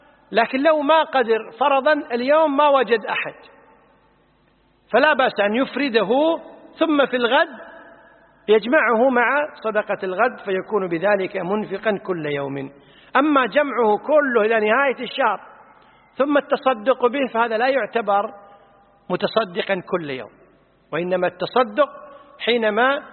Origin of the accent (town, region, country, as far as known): Kuwait